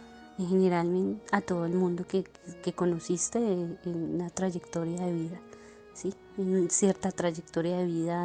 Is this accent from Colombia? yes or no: yes; Colombia; now in Spain; me siento muy orgullosa de ser colombiana, y me siento muy orgullosa de aún no haber perdido mi acento. Intento todavía de no perderlo, de conservarlo